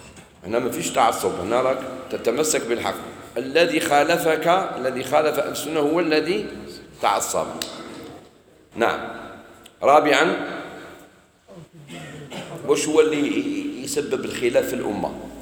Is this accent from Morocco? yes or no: no; Algeria; انا نقول لك انا جزائري